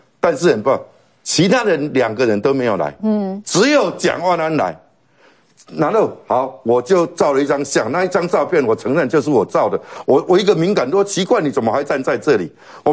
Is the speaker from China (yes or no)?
no; Taiwan; 那时候他派飞机去武汉把我们台湾人接回来